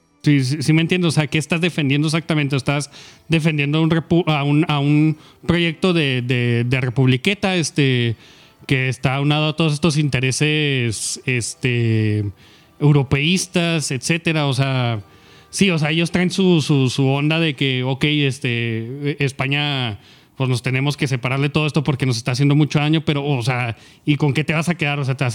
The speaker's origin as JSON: {"language": "Spanish", "country": "Mexico", "said": "como mexicano soy un poco más cínico al respecto"}